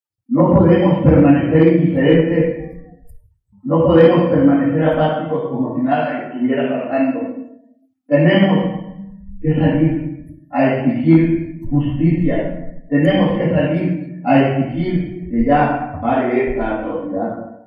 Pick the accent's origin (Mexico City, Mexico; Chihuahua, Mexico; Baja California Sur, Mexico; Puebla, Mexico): Chihuahua, Mexico; Chinamita; yo soy un campesino de Chinamita, de Chihuahua